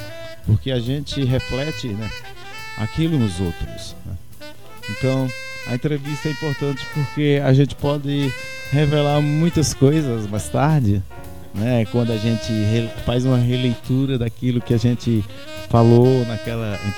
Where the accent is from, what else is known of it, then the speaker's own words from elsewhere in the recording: Arcoverde, Pernambuco, Brazil; aí eu sou um professor de história e eu vim de Arco Verde.